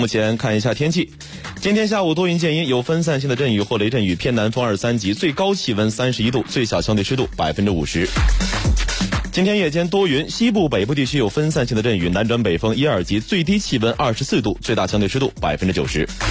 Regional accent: Hebei, China; 我是河北人，模仿一下东北口音

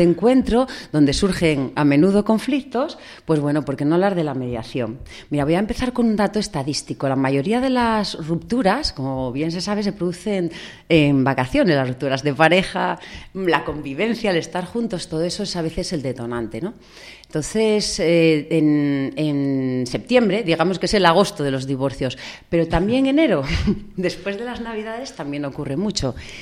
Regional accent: Figaredo, Asturias, Spain; soy de Figaredo, tengo 13 años

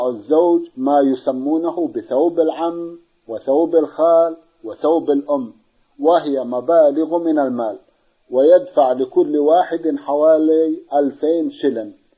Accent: Yemen; يوجد عندنا في اليمن بشطرين عادات سيئة في أيام الزواج

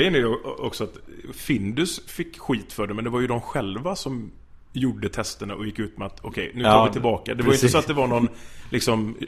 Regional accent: Gothenburg, Västra Götaland County, Sweden; Ordvits, jag är från Göteborg.

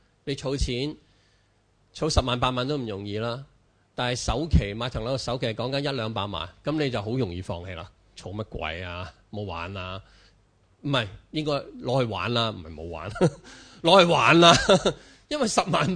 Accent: China; 我哋中國人好慣噶啦

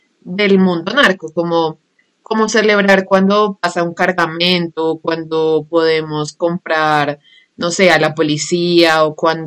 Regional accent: Colombia; como que los colombianos tenemos que ser avispados, tenemos que ser pilos

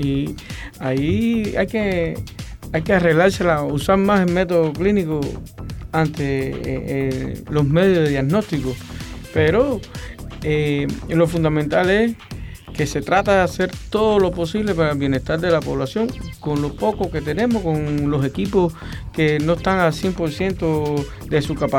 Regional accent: Calimete, Matanzas, Cuba; now in Ciénaga de Zapata, Cuba; yo no soy natural de la Hacienda de Zapata, soy de Calimete.

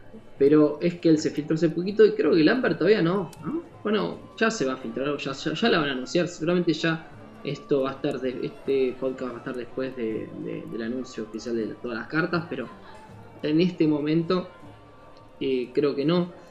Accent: Argentina; nosotros somos, no sé si la mayoría que nos escucha somos argentinos y vamos a empezar a crear palabras de la nada.

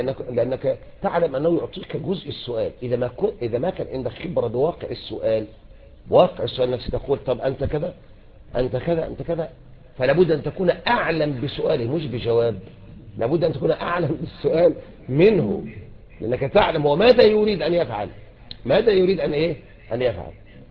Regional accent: Egypt; شوف يعني احنا عندنا طبعا نحن مصريين ما شاء الله يعني عندنا الفتاكة في كل شيء

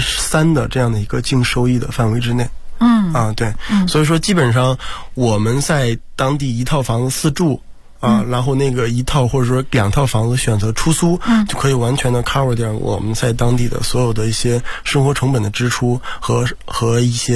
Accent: China; 或者说像我们中国人一样啊，就是那个特别的积极

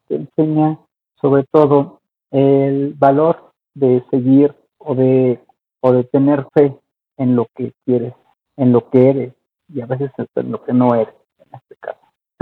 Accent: Mexico; Aquí de saludos desde mi tierra mexicana.

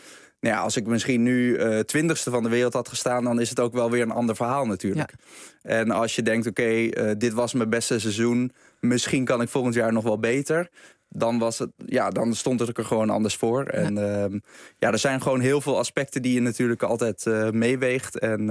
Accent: Naarden, North Holland, Netherlands; Ik ben opgegroeid in Naarden.

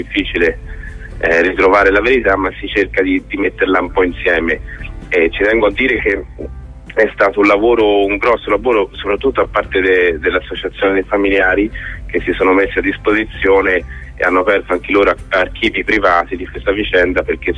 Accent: Florence, Tuscany, Italy; io sono dell'84, quindi ero proprio un bambino. Sì. Quando è successo, avevo 7 anni e sono fiorentino

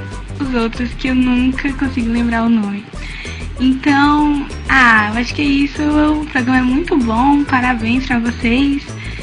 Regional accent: Fortaleza, Ceará, Brazil; eu sou de Fortaleza, Ceará.

